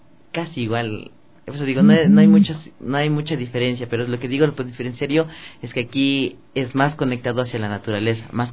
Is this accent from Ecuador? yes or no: yes; Ecuador; como somos ecuatorianos